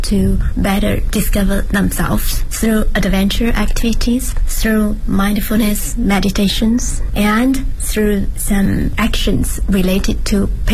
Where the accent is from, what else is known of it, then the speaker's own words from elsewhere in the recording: Zhejiang, China; now in Beijing, China; I'm the founder of Via Ferrata China.I'm from Zhejiang Province. It's a province located south of Shanghai, coastal area. There are some mountains, but not big mountains. So I'm in Beijing since, lots of years ago.